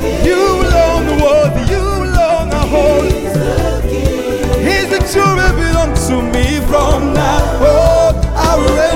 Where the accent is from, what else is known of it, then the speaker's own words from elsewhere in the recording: Kinshasa, DR Congo; let's start from where I come from. I come from Kinshasa.